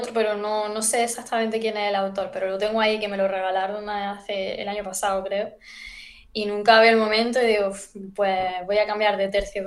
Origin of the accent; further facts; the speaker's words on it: Jaén, Andalusia, Spain; Luego nos metimos a hacer un festival de literatura al año en Jaén, que es de donde yo soy.